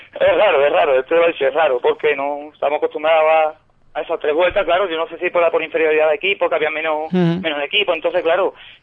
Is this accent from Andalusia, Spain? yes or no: yes; Benaocaz, Andalusia, Spain; la mayoría de nosotros sí somos de aquí de Benahoká.